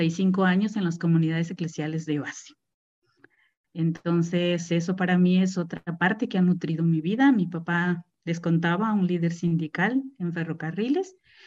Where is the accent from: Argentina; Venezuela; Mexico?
Mexico; Mexico City; born there; De hecho, mi hermano el mayor y yo nacimos en la Ciudad de México y el ferrocarril nos regresó porque pues a mi madre nunca terminó de gustarle vivir en la Ciudad de México por el clima, por muchas razones.